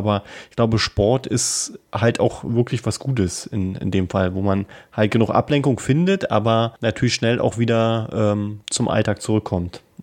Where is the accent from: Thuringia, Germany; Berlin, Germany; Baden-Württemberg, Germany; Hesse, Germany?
Berlin, Germany; das kennen wir ja als Berliner